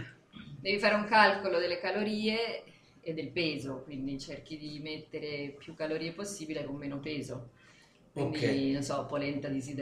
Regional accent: Veneto, Italy; Io sono adottata toscana da 25 anni.

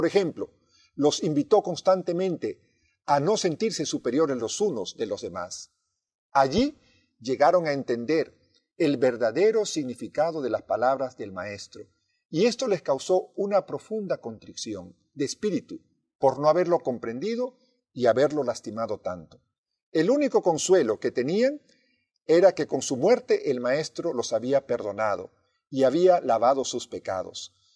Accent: Peru; also born or lived in Argentina / Mexico; Esto ocurrió no solamente en mi país de origen, en el Perú, sino también en la Argentina y en México.

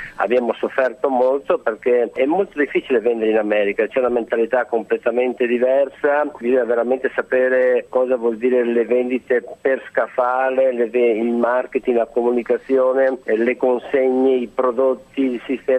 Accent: Bruggine, Veneto, Italy; io sono nato in un paese semplice, a Bruggine, in provincia di Padova, nord-est, quindi un piccolo paese rurale. Mia famiglia aveva una fattoria, anche una bella fattoria

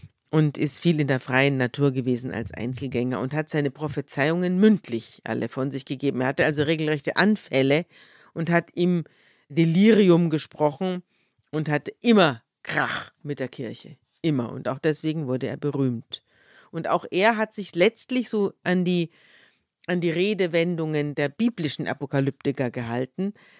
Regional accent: Bavaria, Germany; wir sind ja beide aus Bayern

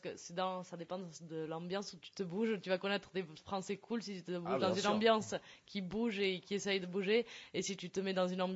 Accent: Pau, Nouvelle-Aquitaine, France; also born or lived in Aragon; now in Barcelona, Spain; Ça fait quand même longtemps que je suis partie de Pau.

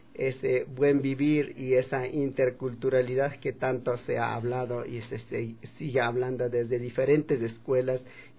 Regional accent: Calpi, Chimborazo, Ecuador; como Calpis, de donde yo vengo

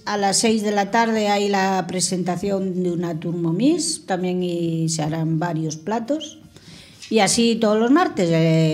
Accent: Galicia, Spain; hizo una empanada de bacalao con pasas, haciendo honor a mi tierra gallega.

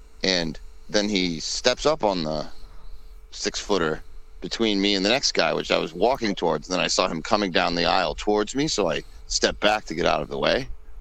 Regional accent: Massachusetts, United States; well, I'm from Mass, guys, and then I get all the space I need.

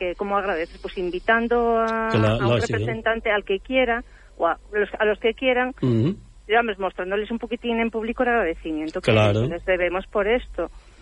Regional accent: León, Castile and León, Spain; Oye, es verdad, yo soy de León y a mí ya me está entrando eso también.

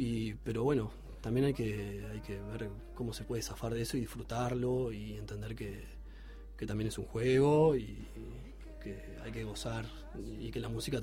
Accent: Montevideo, Uruguay; Tuve un grupo así como muy breve, con amigos, con amigos del barrio. Yo soy de Malvin Norte

